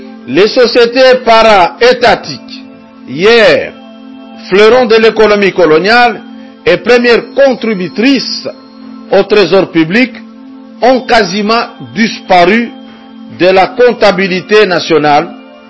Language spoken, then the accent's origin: French; DR Congo; L'Européen, pour mieux vivre, il vient puiser de la richesse chez nous au Congo.